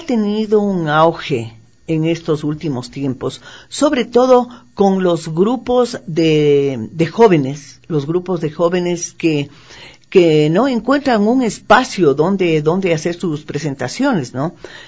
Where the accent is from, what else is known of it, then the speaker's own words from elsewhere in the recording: Quito, Pichincha, Ecuador; La parte humorística se refiere a lo que somos nosotros, los quiteños